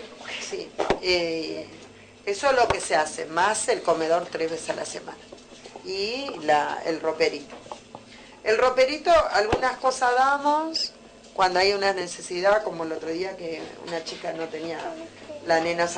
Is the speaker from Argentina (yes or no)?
yes; Córdoba, Argentina; born there; Y yo no nací acá, porque nací en Córdoba. Pero mi mamá me trajo a los 2 meses.